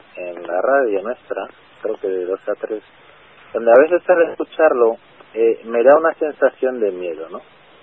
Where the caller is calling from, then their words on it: Madrid, Community of Madrid, Spain; Soy un vecino de Madrid.